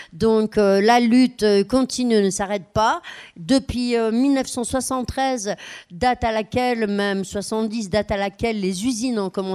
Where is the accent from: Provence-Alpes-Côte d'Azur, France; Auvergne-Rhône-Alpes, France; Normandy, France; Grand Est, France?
Grand Est, France; moi je suis berbéro-lorraine, je viens de Lorraine